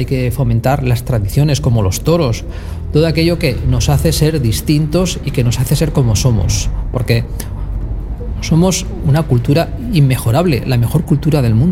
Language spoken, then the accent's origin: Spanish; Spain; soy el único español de la Academia de Ciencias Jurídicas y Sociales de Argentina.